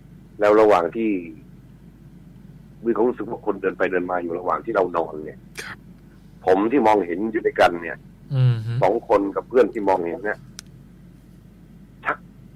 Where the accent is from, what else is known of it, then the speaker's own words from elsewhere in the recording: Central Thailand, Thailand; ผมเองก็เป็นคนภาคกลางนะ